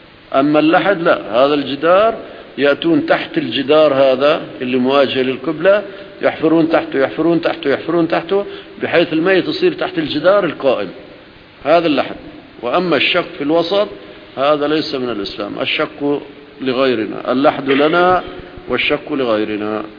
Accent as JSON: {"language": "Arabic", "country": "Syria", "said": "الأرض الهشة عندنا في سوريا بعض أراضي رملية"}